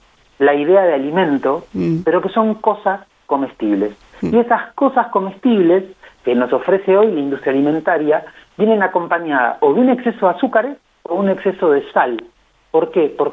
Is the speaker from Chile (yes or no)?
no; Santa Rosa, La Pampa, Argentina; Yo soy de Santa Rosa también